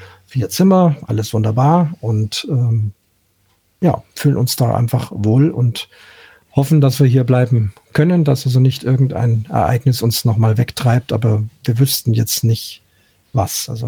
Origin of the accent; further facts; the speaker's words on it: Munich, Bavaria, Germany; born there; Nicht 27 Städte, auch innerhalb gerade in meiner Geburtsstadt München natürlich sehr viele.